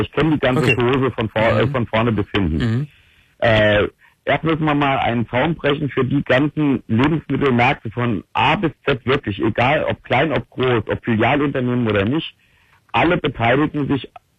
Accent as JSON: {"language": "German", "region": "Hesse", "country": "Germany", "said": "ich komme aus dem Rhein-Main-Gebiet, in Wiesbaden, in Mainz"}